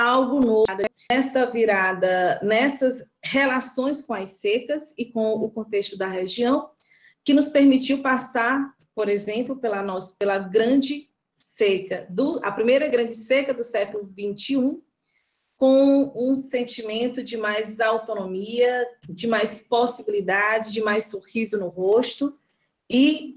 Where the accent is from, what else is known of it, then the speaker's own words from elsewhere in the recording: Northeast Region, Brazil; a gente também foi, enquanto nordestina, assumindo essa imagem como uma imagem acertada